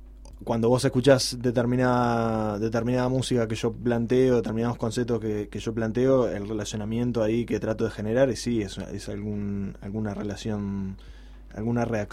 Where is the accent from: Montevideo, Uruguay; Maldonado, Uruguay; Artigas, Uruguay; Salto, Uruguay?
Montevideo, Uruguay; Y que quede claro que soy de Montevideo.